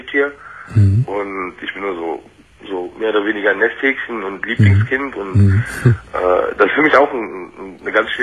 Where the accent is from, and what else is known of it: Germany; born or raised there; also born or lived in Turkey